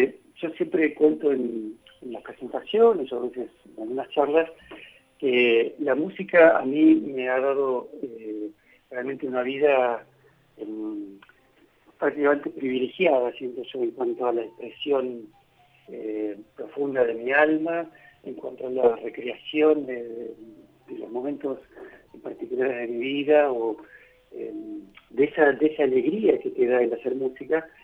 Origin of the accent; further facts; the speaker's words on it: Buenos Aires, Argentina; now in Capilla del Monte, Argentina; Bueno, yo vengo de Buenos Aires